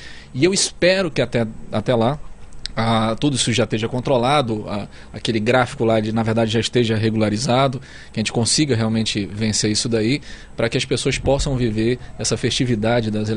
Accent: Amazonas, Brazil; Nós temos esse sentimento, essa sensação como amazonense.

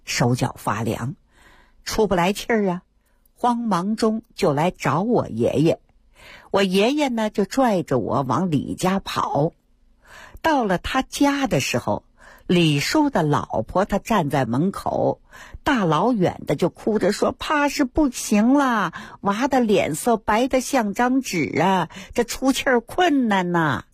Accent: Fengtai, Beijing, China; 生下我之后呢，爷爷他退居二线了，带着我回到了丰台农村老家。 大伙儿看啊，现在整个丰台区呀、啊，我老家那片都挺繁华。

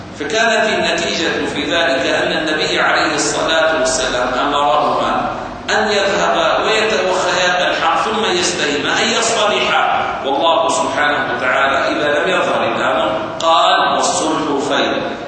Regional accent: Syria; هذه الحدود اليوم عندنا في سوريا مثلا توجد أحجار المساحة

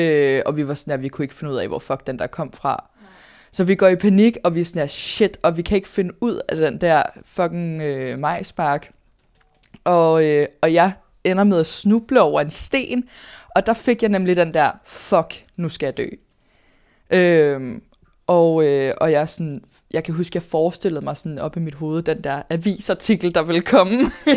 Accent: Greve, Zealand, Denmark; jeg er vokset op i Greve og Hundi

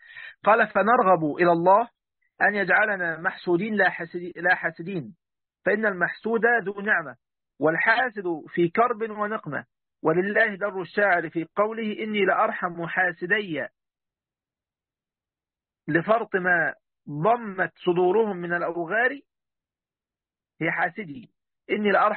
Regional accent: Egypt; طبعا يا جماعه 5 وخميسة دي عندنا في مصر، ربنا يهدينا يعني هنا ويهدي جميع المسلمين والمسلمات يا رب.

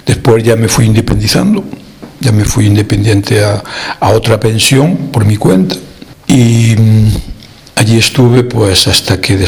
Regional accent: Galicia, Spain; now in Netherlands; yo soy de Orense, de un pueblecito de cerquita de Orense, hacíamos la vida mucho en la capital. Trabajaba en la capital, trabajaba en Orense mismo

